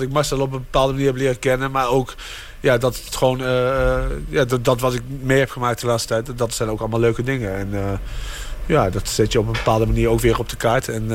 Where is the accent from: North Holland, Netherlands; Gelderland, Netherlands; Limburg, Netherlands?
Gelderland, Netherlands; Arnhem; ik kom uit Arnhem